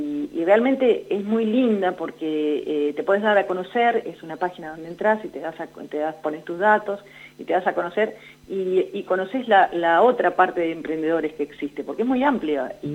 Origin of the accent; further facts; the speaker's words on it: Winifreda, La Pampa, Argentina; voy a Santa Rosa y tengo conocidos que les llevo pastas, y voy a Winifreda, a mi pueblo, y también llevo